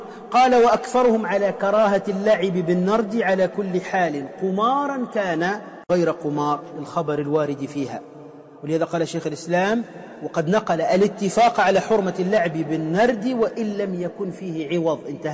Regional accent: Tunisia; يسمى عندنا في تونس الشيش بيس

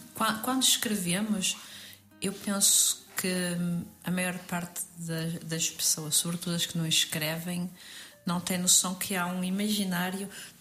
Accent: Portugal; moved away; Nós temos uma relação complexa com Portugal, porque nós nascemos aqui, fomos criadas em Portugal e depois, devido, pode-se dizer, ao contexto político, económico, social, voltámos para aqui.

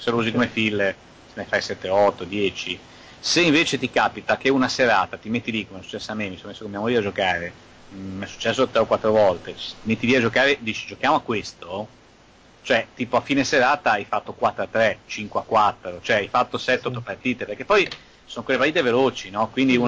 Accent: Liguria, Italy; L'ho scoperto poi da buon ligure

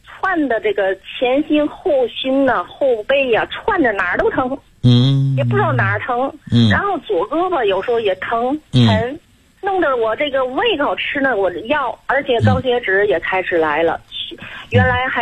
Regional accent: Tianjin, China; 我是天津的。

